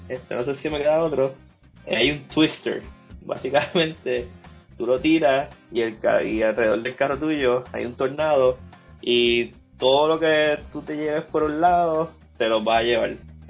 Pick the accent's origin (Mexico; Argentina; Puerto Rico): Puerto Rico; Carolina; La soy de Carolina y embrace mi raíz.